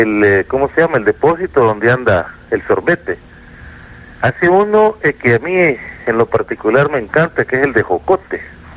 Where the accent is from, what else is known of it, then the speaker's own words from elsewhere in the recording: San Salvador, El Salvador; Yo me crié allá en la Colonia Libertad, de las cercanías de la Universidad del Salvador.